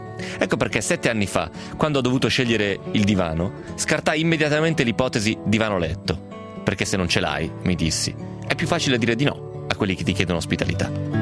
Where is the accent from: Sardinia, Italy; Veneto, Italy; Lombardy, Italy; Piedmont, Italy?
Piedmont, Italy; Romentino; Poi manco sono provinciale, sono proprio del paese, io sono di Romentino, figurati.